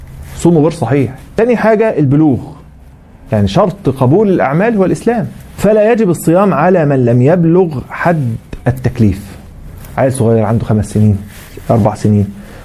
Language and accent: Arabic; Egypt; عندنا في مصر الحمد لله 7 مراصد بيرصدوا الهلال